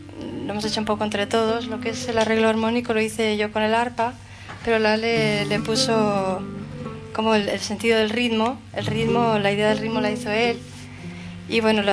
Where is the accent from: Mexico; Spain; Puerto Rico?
Spain; Tamarite de Litera, Aragon; now in Barcelona, Spain; De Tamarite, de un pueblo de Huesca. Pero hace muchos años que...